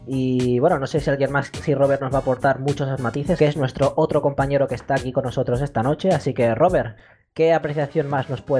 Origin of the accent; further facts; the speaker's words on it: Mexico; yo mismo puedo atestiguar, siendo mexicano